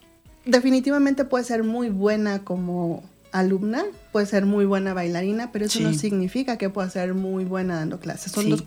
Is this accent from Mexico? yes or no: yes; Ameca, Jalisco, Mexico; Aquí en Ameca, que ya te decía yo soy de aquí, aunque me fui muchos años.